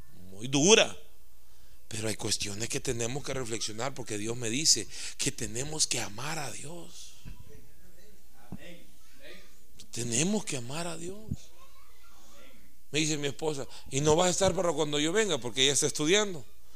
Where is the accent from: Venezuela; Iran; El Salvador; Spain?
El Salvador; Así somos la cultura salvadoreña, así somos. Y yo, con esa cultura salvadoreña